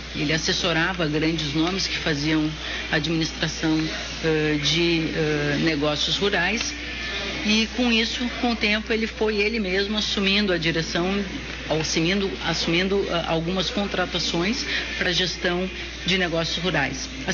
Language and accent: Portuguese; Porto Alegre, Rio Grande do Sul, Brazil; Nasci urbana, cresci em Porto Alegre